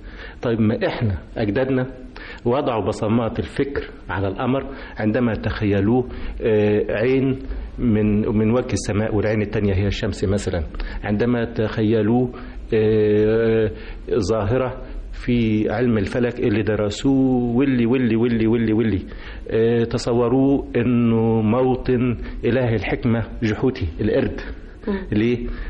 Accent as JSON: {"language": "Arabic", "country": "Egypt", "said": "نيجي إحنا كمصريين نخلع من علينا مفاخرنا"}